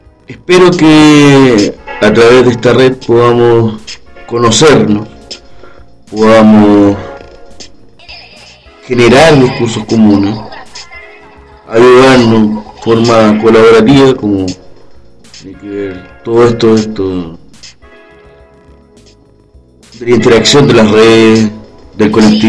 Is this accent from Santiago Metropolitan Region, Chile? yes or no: yes; Santiago, Santiago Metropolitan Region, Chile; de Norte, desde acá, de Santiago de Chile